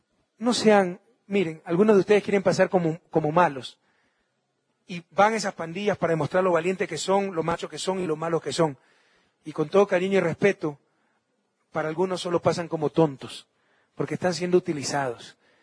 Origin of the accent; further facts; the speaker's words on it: Guayaquil, Guayas, Ecuador; now in Quito, Ecuador; Sepan ustedes que en Guayaquil, mi ciudad natal, aunque no lo crean, viven unos 100.000 quichohablantes